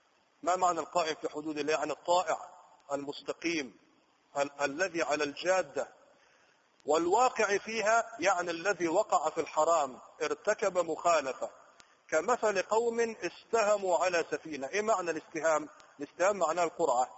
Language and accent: Arabic; Egypt; عندنا في مصر يضربوا مثال يقولوا النايم في ذمة الصاحي